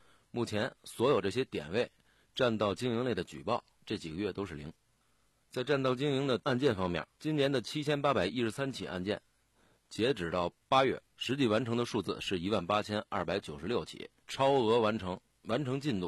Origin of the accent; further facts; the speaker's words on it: Beijing, China; 夏天咱们北京人都喜欢吃烤串